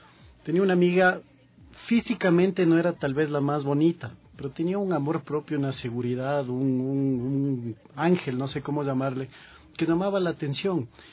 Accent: Ecuador; a la final nos movía el corazón como ecuatorianos.

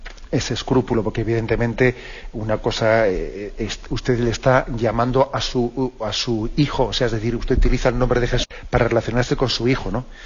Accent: Basque Country, Spain; Yo que soy vasco, pues también sé que existe una traducción de que es aitá, aitacho.

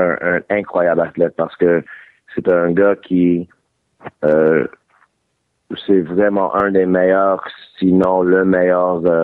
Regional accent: Montreal, Quebec, Canada; born there; Oui, je viens né à Montréal.

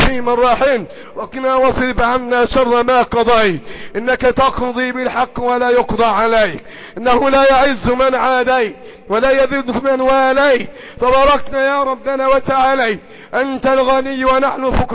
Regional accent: Egypt; اللهم احفظ بلدنا مصر، احفظ بلدنا مصر، احفظ بلدنا مصر

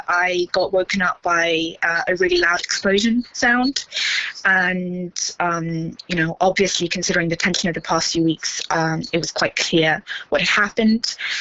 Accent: Ukraine; this is my home country, and it was important for me to come back here to help out.

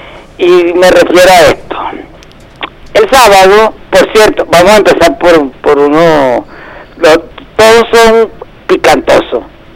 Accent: Venezuela; estamos en Venezuela, hermano

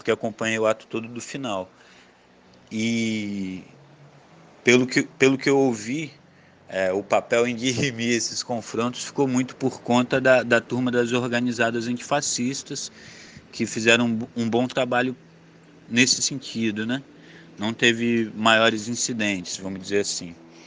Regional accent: Espírito Santo, Brazil; sou capixaba, sou militante do movimento de atingidos por barragens

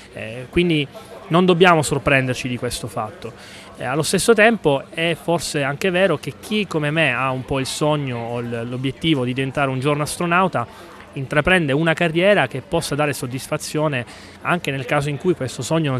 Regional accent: Catania, Sicily, Italy; Sono siciliano di Catania.

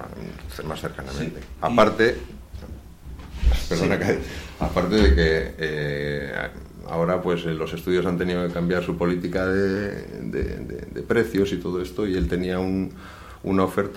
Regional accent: Elorrio, Basque Country, Spain; now in Bilbao, Spain; Somos de Elorrio, de allí, nacimos allí como las patatas de Elorrio.

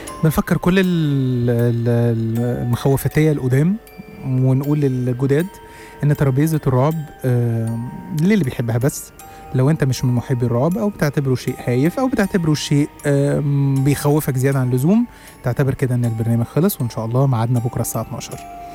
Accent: Egypt; also born or lived in Saudi Arabia; وقلنا وقالوا لنا وإحنا وافقنا إن إحنا هندرس في بلدنا في مصر

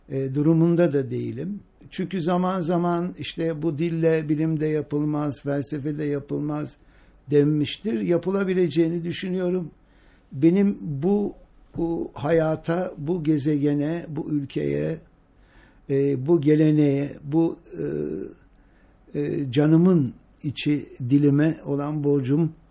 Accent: Sandıklı, Afyonkarahisar, Turkey; Ben bir Ege liyim, yani tam iç Ege diyelim. Sandıklılıyım. Afyon, evet. Afyon Sandıklılıyım ve o Sandıklılı olmam benim her hayatımın her alanına girmiştir.

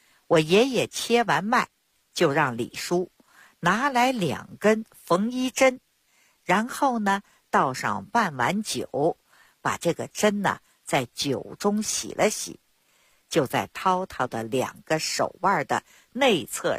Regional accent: Beijing, China; 我呢，是土生土长的北京人儿。我自小呢，出生在一个中医世家。 … 我的爷爷、我的父亲那都是郎中。在北京城里，我们家有一间药铺

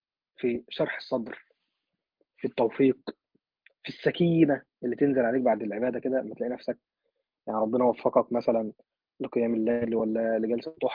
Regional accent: Egypt; يعني مثلا عندنا في مصر بقى احنا شعب حبوب وكده

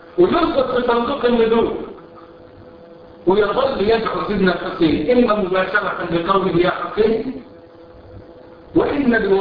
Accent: Cairo, Cairo Governorate, Egypt; عندنا في القاهرة في مصر

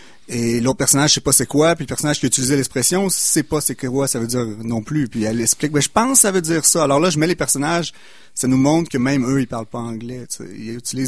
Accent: Quebec, Canada; j'ai quitté le Québec pour une couple d'années. Là, quand je suis revenu en 2010 au Québec

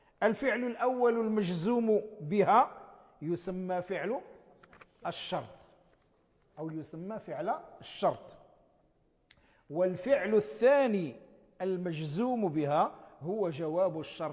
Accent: Morocco; نسميها نحن في عرفنا عندنا في المغرب نسميها لا الناهية،

